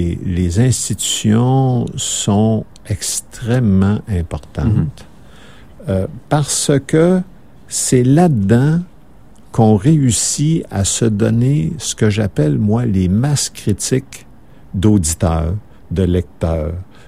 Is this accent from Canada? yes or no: yes; Saguenay, Quebec, Canada; Moi, je viens du Saguenay, comme je vous disais, puis chez nous, on est majoritaire chez nous. On est majoritaire au Saguenay, puis au Saguenay-Lac-Saint-Jean.